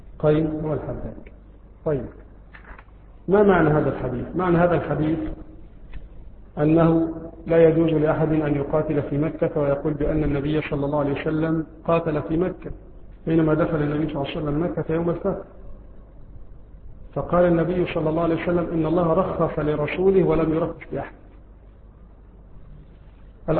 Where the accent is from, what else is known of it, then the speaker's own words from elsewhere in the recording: Egypt; مثل رائحة النعناع عندنا في مصر، وهو يشبه الرعراع عندنا في مصر